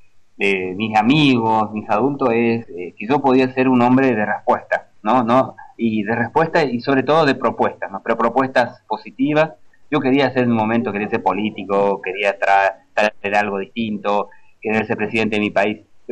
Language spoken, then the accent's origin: Spanish; Corrientes, Argentina; now in Uruguay; yo soy correntino, de sangre guaraní, y estamos viviendo acá.